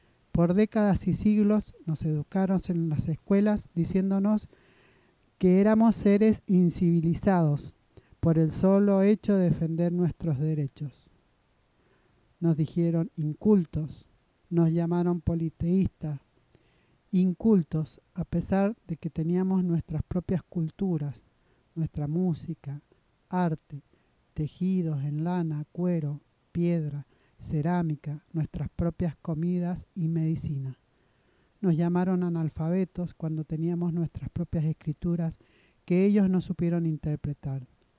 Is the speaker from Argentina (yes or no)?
yes; Argentina; nombramiento de los presidentes de las 11 comunidades huarpes de Huanacache, y representé a mi pueblo huarpe a nivel nacional e internacional junto